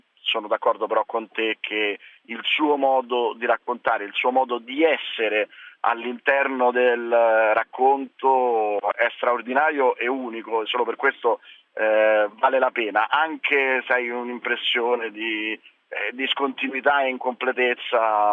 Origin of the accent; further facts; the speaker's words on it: Rome, Lazio, Italy; Da romano io ho potuto scoprire